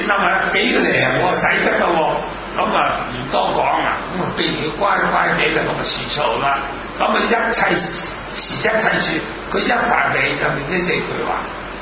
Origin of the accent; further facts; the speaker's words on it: Hong Kong; 我哋香港人，当然英国佢哋识英文啦。